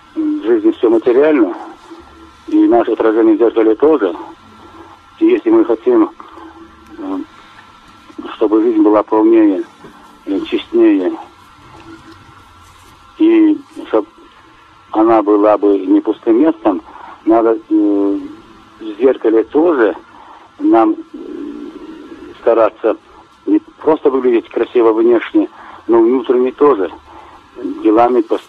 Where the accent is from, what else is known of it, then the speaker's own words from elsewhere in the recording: Grozny, Chechnya, Russia; Да, я из Грозного.